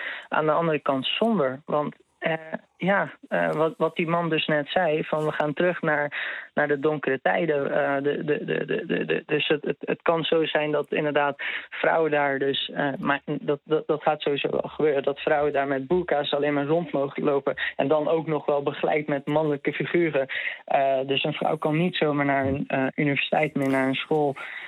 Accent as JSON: {"language": "Dutch", "country": "Netherlands", "said": "ik ben een Nederlander en zij is dus vrouw van een Nederlandse"}